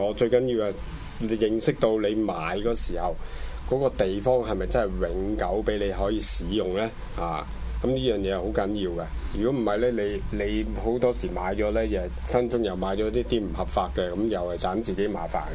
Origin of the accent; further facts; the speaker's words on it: China; 我哋中國人會講禁忌